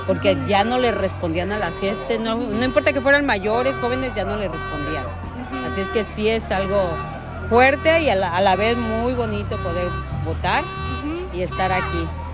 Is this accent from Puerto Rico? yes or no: no; Mexico; moved away as an adult; Nunca había votado porque me vine de México muy joven, a los 20 años, y no había elecciones.